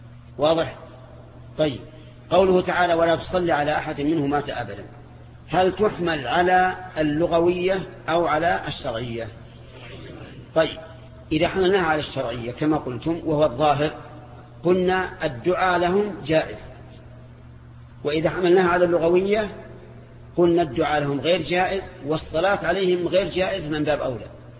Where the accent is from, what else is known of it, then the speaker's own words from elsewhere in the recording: Najd, Saudi Arabia; أما عندنا في نجد فالشاة هي الأنثى من الضأن